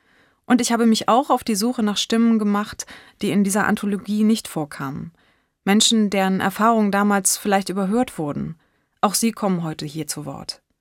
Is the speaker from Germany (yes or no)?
yes; East Germany, Germany; born there; Na, ich bin ja im Osten geboren, lebe heute in Westdeutschland